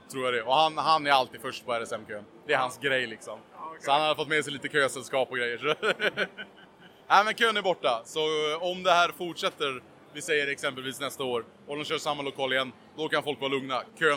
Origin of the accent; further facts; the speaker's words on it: Sweden; jag är en svensk kille som sitter och spelar Gameboy på Twitch